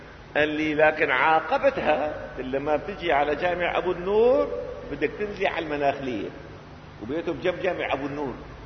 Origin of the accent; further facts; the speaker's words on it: Syria; املي في الحياه اني اشوف الامه العربيه بدءا من بلدنا سوريا